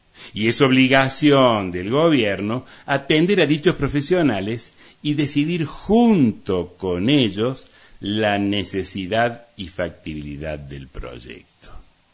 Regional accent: Córdoba, Argentina; Es decir, todos somos vecinos, todos somos argentinos, cordobeses, de Punilla.

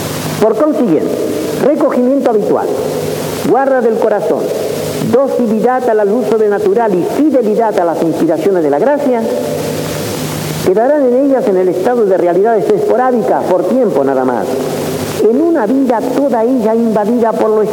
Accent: Argentina; Soy argentino y puedo hablar con libertad.

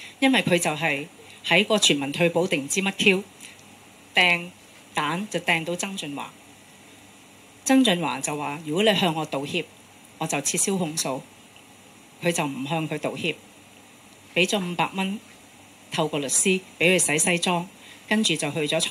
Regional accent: Hong Kong; 我作為一個香港人，我的尊嚴不是講有沒有用

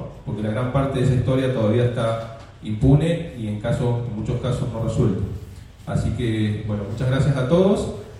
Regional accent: Argentina; no podemos permitirnos, como ciudadanos argentinos, que estas historias oscuras se vuelvan a repetir

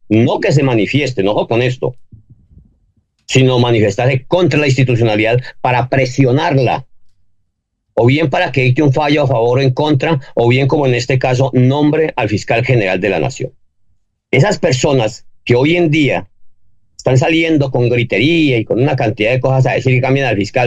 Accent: Colombia; mira, yo como colombiano y como buen patriota

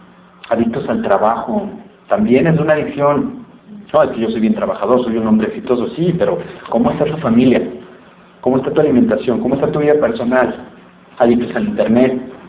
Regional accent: Guadalajara, Jalisco, Mexico; cuando voy a mi tierra, Guadalajara, aquí hay unas tortas ahogadas

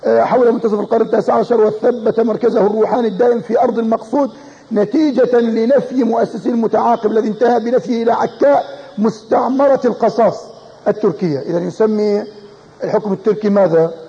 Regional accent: Jordan; مجموعة مدارس الأطفال عندنا في الأردن،

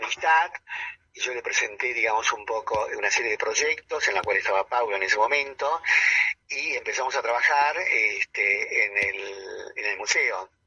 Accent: Buenos Aires, Argentina; born there; yo nací en La Boca, yo nací en el Argerich.

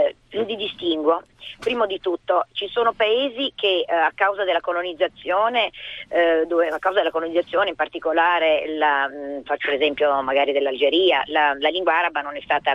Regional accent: Sicily, Italy; io sono siciliana, vi dico che anche la Sicilia, il concetto è di tenere la gente

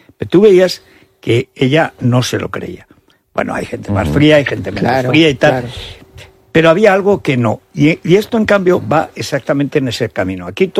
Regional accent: Teruel, Aragon, Spain; como yo soy intuitivo de Teruel, soy básico

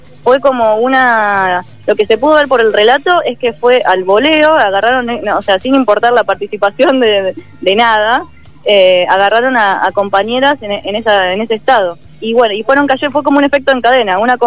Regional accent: La Plata, Buenos Aires Province, Argentina; yo tengo una matrícula de la provincia de Buenos Aires, yo soy de La Plata

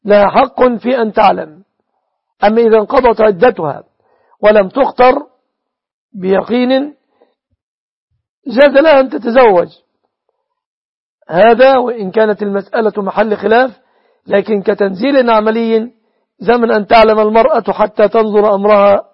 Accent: Egypt; في بلادنا مصر

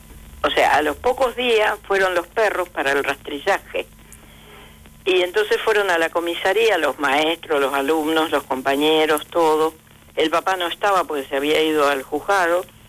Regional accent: Misiones, Argentina; Yo vengo de la selva de Misiones con apenas una primaria

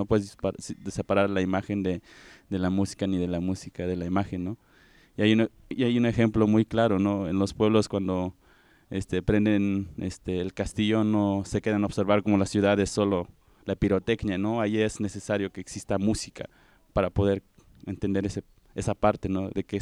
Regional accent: Oaxaca, Mexico; como somos de la Sierra Mije, el nombre nunca se llega a mencionar así en castellano

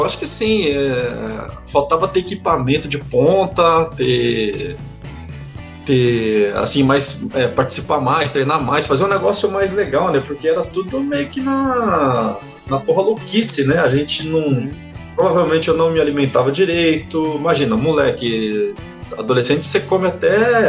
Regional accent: Umuarama, Paraná, Brazil; Com criança, eu morava no interior. Eu sou paranaense, né? Eu morava no interior do Paraná, lá em Moarama. Uhum. E a cidade assim, com 100, 130 mil habitantes.

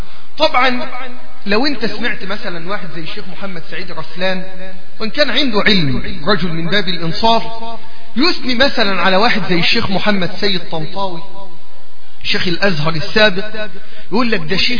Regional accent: Egypt; عندنا في مصر

